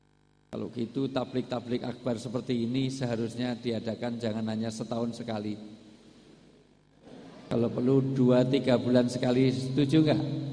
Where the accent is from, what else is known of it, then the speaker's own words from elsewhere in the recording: Java, Indonesia; Karena saya asli orang Jawa, di dalam tradisi orang Jawa, orang tua disebut sepuh.